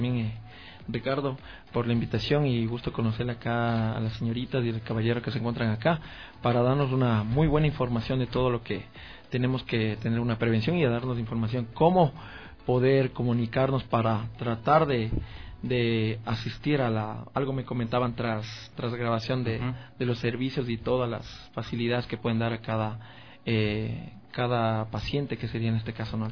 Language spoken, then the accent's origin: Spanish; Guaranda, Bolívar, Ecuador; Pues Atacame, mi tierra Guaranda y todo eso, ¿no?